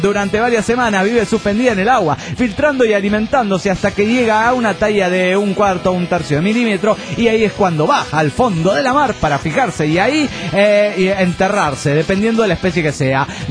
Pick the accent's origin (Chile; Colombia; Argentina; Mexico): Mexico; Mexico City; del DF mexicano.